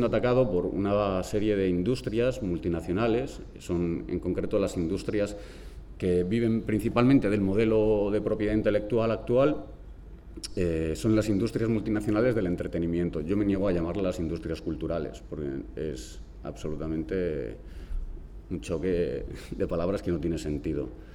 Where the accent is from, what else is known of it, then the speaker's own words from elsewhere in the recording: Madrid, Community of Madrid, Spain; Como os han comentado, vengo de Madrid, participo en varios colectivos